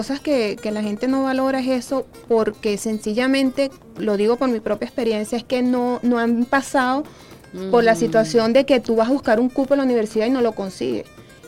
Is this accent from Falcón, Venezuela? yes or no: yes; Punto Fijo, Falcón, Venezuela; Yo soy de Punto Fijo.